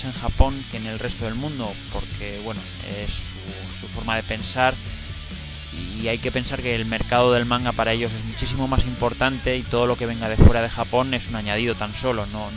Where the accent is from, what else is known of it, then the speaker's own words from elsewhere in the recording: Aragon, Spain; aunque no es mi lengua materna ni tengo familia allí. Pues bueno, la cercanía hace que en Aragón se coja la cadena TV3 y muchos aprendamos catalán con los dibujos animados en esa época.